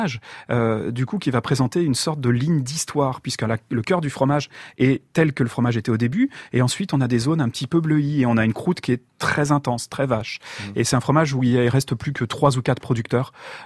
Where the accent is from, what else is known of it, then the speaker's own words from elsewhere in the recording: Auvergne-Rhône-Alpes, France; Moi je suis de la Drôme, et en Drôme et en Ardèche, on est sur des zones qui commencent à être sérieusement arides.